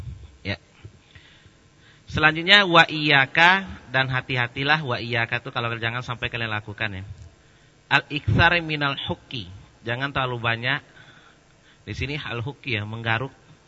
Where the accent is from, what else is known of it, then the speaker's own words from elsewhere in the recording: Indonesia; Isinya Arab semua, kami aja berdua Indonesia itu.